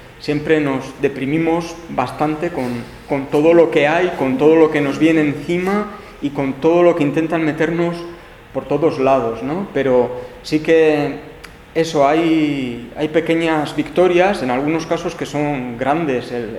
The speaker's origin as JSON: {"language": "Spanish", "region": "Basque Country", "country": "Spain", "said": "de nosotras como vascas, etcétera, pues de tener que defenderlo"}